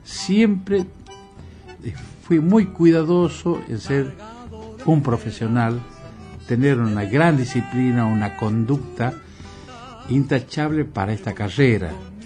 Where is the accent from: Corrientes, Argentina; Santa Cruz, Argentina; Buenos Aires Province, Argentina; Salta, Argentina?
Salta, Argentina; also born or lived in La Esperanza; Y yo nací en La Esperanza, y a los dos meses que termina la zafra se fueron a Salta, así que yo tenía dos meses.